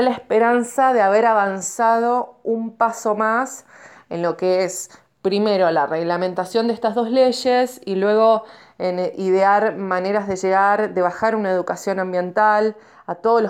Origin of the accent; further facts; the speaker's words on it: Villa Rumipal, Córdoba, Argentina; Soy de Barrio Parque del Corcovado, queda dentro de lo que es el municipio de Villa Rumipal.